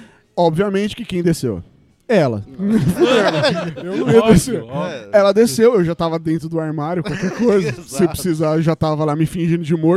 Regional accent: Osasco, São Paulo, Brazil; Lembrando que eu sou de Osasco, São Paulo, tá?

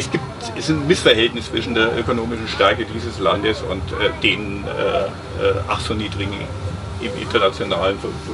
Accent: Bavaria, Germany; In der bayerischen Provinz, da wo ich herkomme, ist der Quadratmeterpreis für 21 Euro.

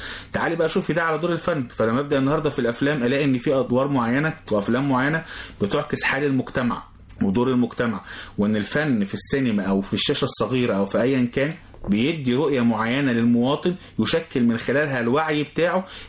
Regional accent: Egypt; احنا كمجتمع مصري

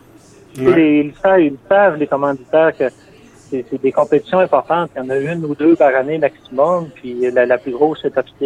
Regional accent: L'Ascension, Quebec, Canada; je me suis toujours fait un point d'honneur à dire que je venais d'Ascension

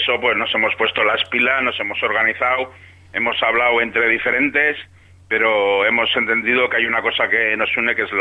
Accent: Bilbao, Basque Country, Spain; Somos de Bilbao, estamos acostumbrados al agua

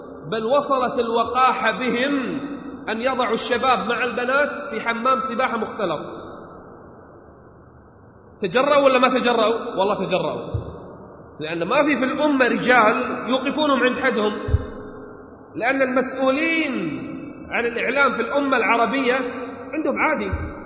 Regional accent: Kuwait; بل من يصدق عندنا بالكويت

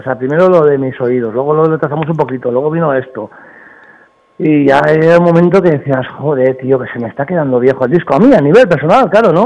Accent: Bilbao, Basque Country, Spain; como soy de Bilbao, pues lo tengo que tener muy alto

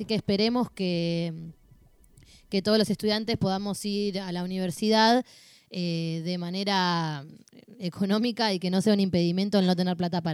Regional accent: Berisso, Buenos Aires Province, Argentina; porque yo vengo de Barrio Obrero

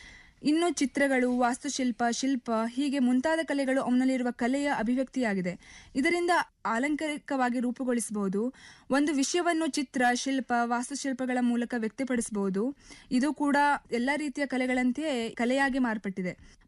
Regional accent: Yellapur, Karnataka, India; ನನ್ನ ಊರು ಉತ್ತರ ಕನ್ನಡ ಜಿಲ್ಲೆಯ ಯಲ್ಲಾಪುರ.

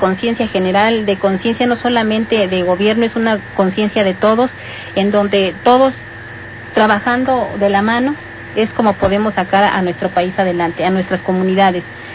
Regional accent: Santa Rosa y Luisache, Mexico; soy del ejido de Santa Rosa y Luisache, de allá del llano.

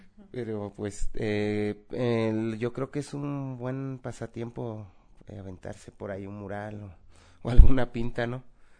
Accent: Veracruz, Mexico; soy del estado de Veracruz, aquí de visita en el Ocupaché

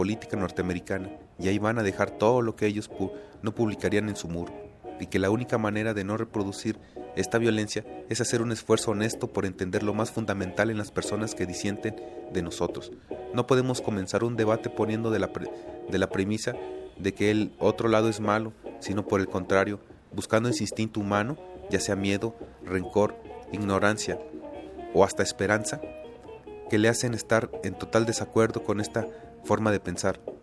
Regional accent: Mexico; Por lo tanto, cree que soy un violador porque soy mexicano.

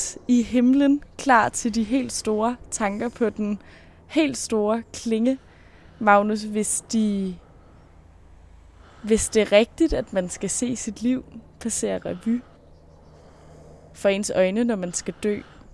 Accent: Capital Region of Denmark, Denmark; Jeg er endda herfra jo. Jeg er jo fra Vestegn, det burde jeg vide. Nå, vi sidder i en dejlig have i Hvidovre.

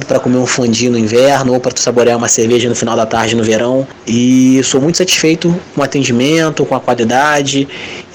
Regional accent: Nova Friburgo, Rio de Janeiro, Brazil; sou de Nova Friburgo

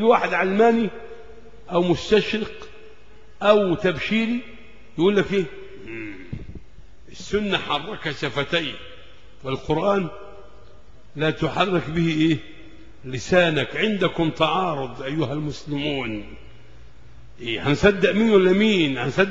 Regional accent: Egypt; عندنا في مصر

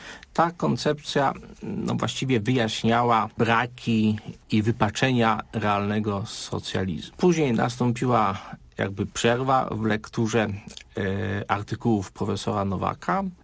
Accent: Kalisz, Greater Poland Voivodeship, Poland; pochodzę z Kalisza i w okresie rewolucji Solidarności byłem uczniem szkoły średniej, konkretnie liceum ekonomicznego.

